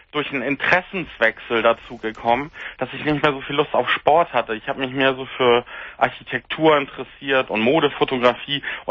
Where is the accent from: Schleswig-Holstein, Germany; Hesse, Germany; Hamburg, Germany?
Hamburg, Germany; Und ich komme aus Hamburg, also wohne in der Nähe von der Außenalster, wo ich früher einmal drum gejoggt bin.